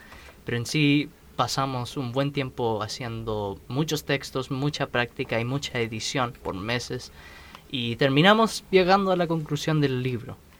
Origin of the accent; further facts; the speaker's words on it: Winnipeg, Manitoba, Canada; Spanish is a second language; now in Chile; Yo llegué de Canadá, Winnipeg.